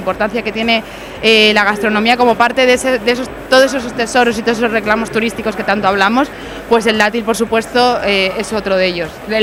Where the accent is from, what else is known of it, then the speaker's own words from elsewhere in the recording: Elche, Valencian Community, Spain; yo soy del Elche de toda la vida y en mi casa todos los domingos del señor hay costra.